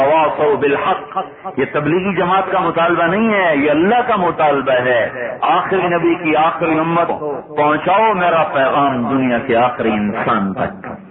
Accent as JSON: {"language": "Urdu", "town": "Khanewal", "region": "Punjab", "country": "Pakistan", "said": "آپ کہاں سے ہیں؟ میں کہا جی پاکستان. پاکستان میں کہاں سے ہیں؟ میں کہا جی ملتان. ملتان میں کہاں سے ہیں؟ میں کہا جی خانے والا."}